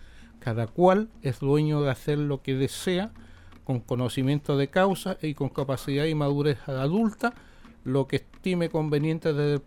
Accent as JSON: {"language": "Spanish", "country": "Chile", "said": "Si hasta hace poco aquí como chilenos nosotros teníamos la estigmatización de ciertos sectores populares"}